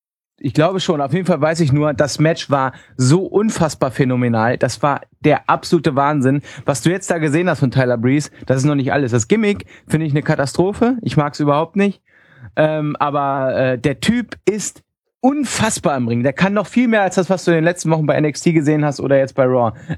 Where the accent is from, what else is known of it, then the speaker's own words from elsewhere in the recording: North Germany, Germany; Ja, das sagt man bei uns in Norddeutschland so.